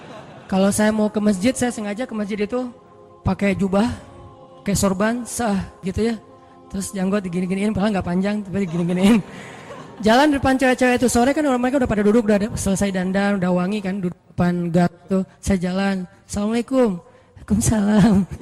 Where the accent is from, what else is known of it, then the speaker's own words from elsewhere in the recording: Aceh, Indonesia; Dan keluarga saya juga ada yang kejadian pas tsunami dulu di Aceh, kan saya dari Aceh.